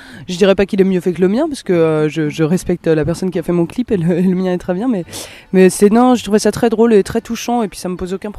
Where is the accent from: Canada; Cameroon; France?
France; Nantes, Pays de la Loire; je viens de Nantes. Je suis contente.